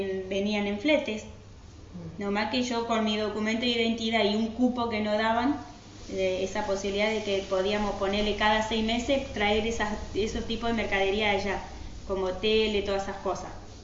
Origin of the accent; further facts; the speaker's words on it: Misiones, Argentina; born there; De Misiones se vinieron acá a Buenos Aires también, después volvieron otra vez y así terminé naciendo en Misiones.